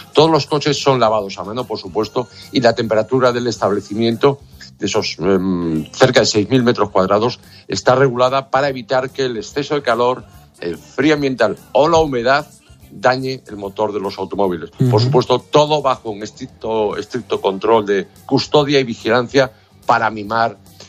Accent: Vigo, Galicia, Spain; principalmente para esa factoría viguesa de mi ciudad natal.

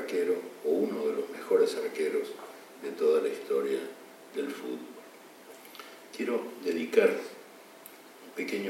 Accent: Uruguay; en mi país, que debe ser uno de los países más futboleros del mundo, si no el más, apoyó la huelga, aunque la huelga implicaba que los uruguayos se quedaran el domingo en la casa, rumiando desdichas.

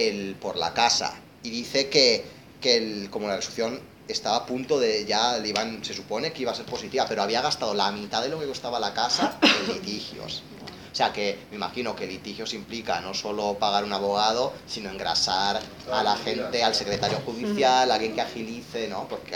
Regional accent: Romania; Es que yo soy húngaro de Rumanía. O sea, yo no soy ni rumano ni húngaro. De Hungría, yo soy un húngaro en Rumanía.

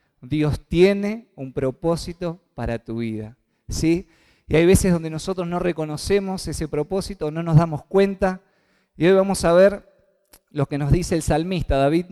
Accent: Basail, Chaco, Argentina; moved away; pude ir hasta el Chaco, la pasamos muy bien, pude ir a mi pueblo, no sé si alguna vez han escuchado el pueblo de Basail

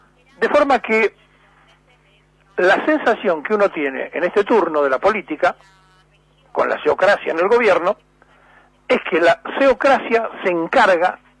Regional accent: Buenos Aires, Argentina; bueno, de hecho nací en la capital, soy porteño

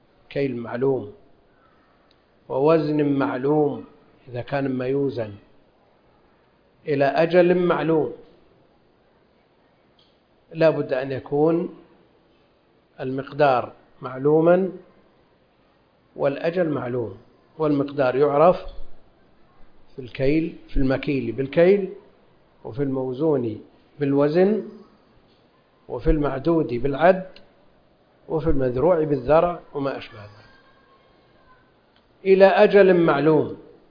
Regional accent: Najd, Saudi Arabia; هذا معروف عندنا في نجد يسمونه

